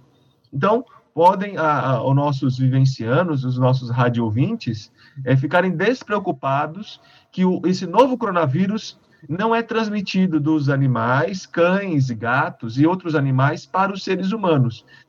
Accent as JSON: {"language": "Portuguese", "region": "São Paulo", "country": "Brazil", "lives_now": "Uberaba, Brazil", "said": "Sou de São Paulo, capital, mas fui fazer vestibular e passei na época, né?"}